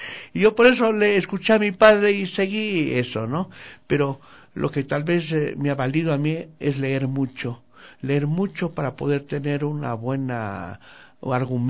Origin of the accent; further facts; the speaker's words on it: Riobamba, Chimborazo, Ecuador; hablo de Riobamba, que es mi tierra, hablo del país, del Ecuador